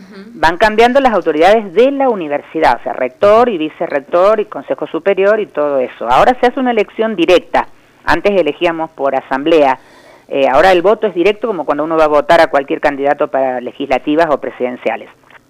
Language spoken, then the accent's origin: Spanish; Córdoba, Argentina; yo soy de Córdoba, nacida en Córdoba.